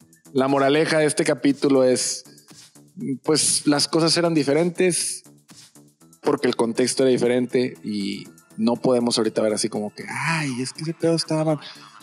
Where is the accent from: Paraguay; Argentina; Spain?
Spain; Española. Porque soy de España.